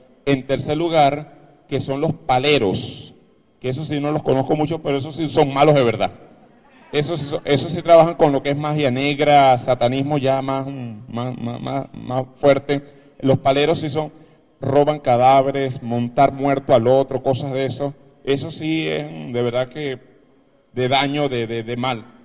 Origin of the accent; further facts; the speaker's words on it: Aroa, Yaracuy, Venezuela; Yo soy de Yaracuy. Yo soy de Aroa. Aroa en Yaracuy.